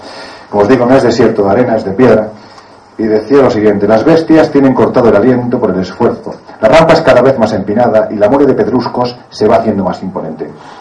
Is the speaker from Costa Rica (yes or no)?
no; Jaén, Andalusia, Spain; se encuentra, por ejemplo, en un yacimiento de mi tierra, de Jaén.